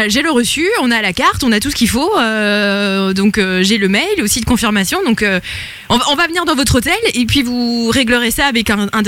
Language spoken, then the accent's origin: French; Brussels, Belgium; On vient de Bruxelles.